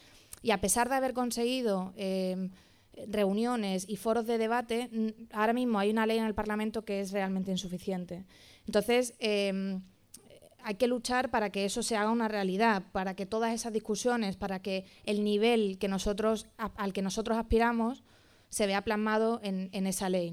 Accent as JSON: {"language": "Spanish", "town": "Málaga", "region": "Andalusia", "country": "Spain", "said": "Bueno, yo soy de Málaga, así que me encanta venir y hablar aquí."}